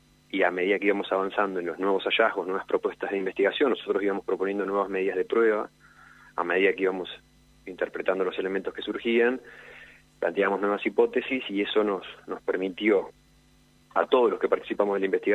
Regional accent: Neuquén, Argentina; soy neuquino, vivo separado de un puente de la ciudad de Cipolletti.

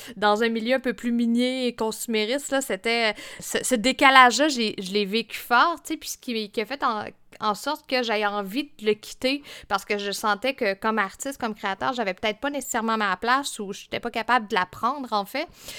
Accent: Fermont, Quebec, Canada

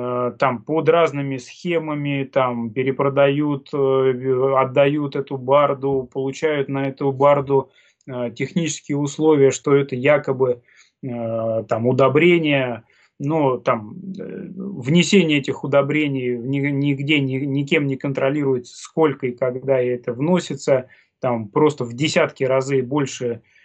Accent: Oryol, Oryol Oblast, Russia; мы развивали такое сообщество у себя в родном городе, в городе Орле, и отстаивали экологические вопросы своего родного региона

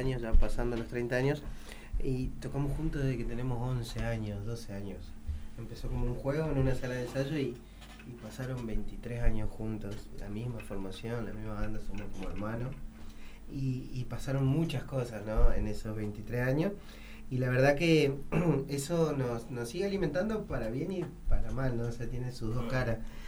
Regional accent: Formosa, Argentina; now in Buenos Aires, Argentina; nosotros somos de Formosa y nuestra identidad tiene mucho más que ver con las costumbres formoseñas

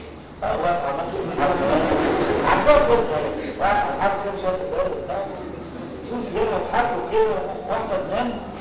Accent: Egypt; أنا مصري وأبويا مصري

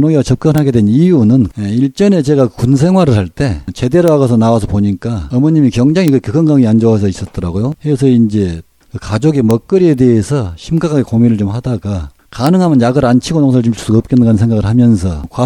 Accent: Goheung, South Jeolla, South Korea; 저는 전남 고흥에서 태어나서 단 한 번도 주소지로 옮겨본 도 없고

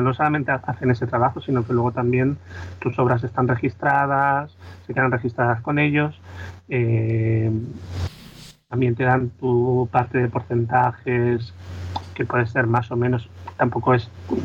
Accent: Sabadell, Catalonia, Spain; Yo soy de Sabadell

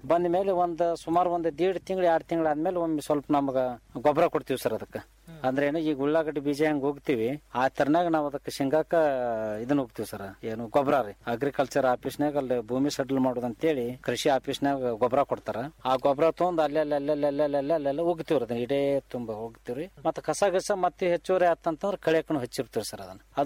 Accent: Karnataka, India; ನಮ್ಮೂರು ಸರ್ ಇಲ್ಲಿ ಬದಾಮಿ ಮತ ಕ್ಷೇತ್ರದೊಳಗೆ ಬರ್ತೈತ್ರಿ

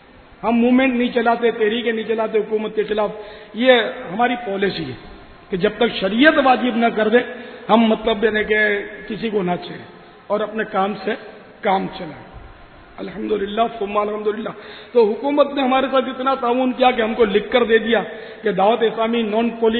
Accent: Karachi, Sindh, Pakistan; born there; میں تو اصلاً نسلاً پاکستانی ہوں، میری تو پیدائش ہی باب المدینہ میں ہوئی ہے

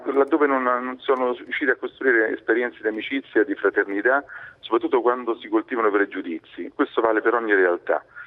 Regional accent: Rome, Lazio, Italy; now in Genoa, Italy; io sono di Roma, adesso sono da poco tempo qui a Genova

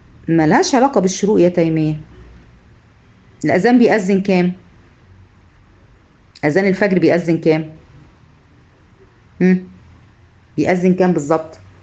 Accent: Egypt; هنا عندنا في مصر الاذان مش منضبط

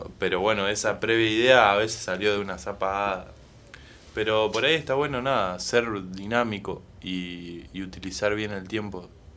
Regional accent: Santa Fe, Argentina; nosotros, o sea, que somos de Santa Fe

